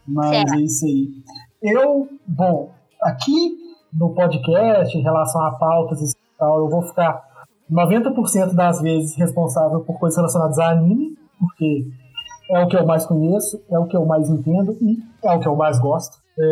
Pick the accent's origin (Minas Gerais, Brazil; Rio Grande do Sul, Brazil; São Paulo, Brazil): Minas Gerais, Brazil; Belo Horizonte; Tenho 31 anos, eu sou de Belo Horizonte, Minas Gerais.